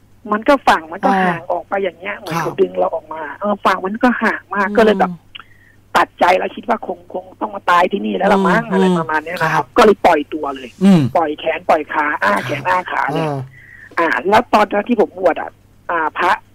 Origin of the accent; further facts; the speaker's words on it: Bangkok, Thailand; คือจริงๆแต่ก่อนผมก็งงนะเพราะว่าเราเป็นคนกรุงเทพอะนะครับ